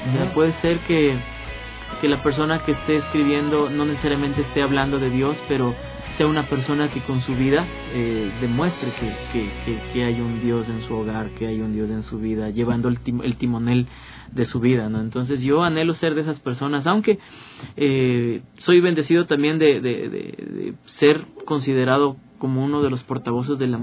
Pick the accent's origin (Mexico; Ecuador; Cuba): Ecuador; luchamos porque se nos reconozcan nuestros derechos como músicos, como artistas ecuatorianos